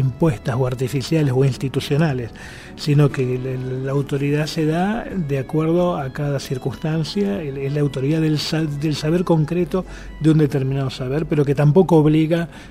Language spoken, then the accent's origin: Spanish; Argentina; soy occidental, europeo, soy argentino, pero soy europeo, ¿no? Hablo un idioma europeo, desciendo de europeos. Tengo una educación europea